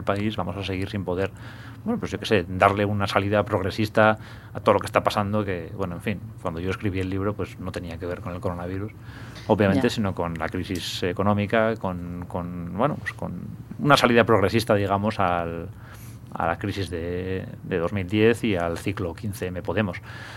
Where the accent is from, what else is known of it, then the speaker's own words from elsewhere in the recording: Bilbao, Basque Country, Spain; now in Madrid, Spain; charlabas y hablabas con gente de aquí, de Madrid, en fin, o de otros sitios que vivía aquí. Entonces, ¿de dónde eres? De Bilbao.